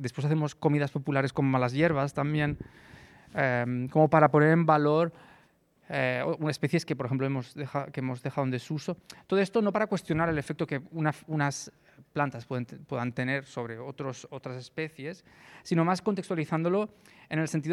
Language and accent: Spanish; Lleida, Catalonia, Spain; yo soy de Lleida y ahí se evidencia mucho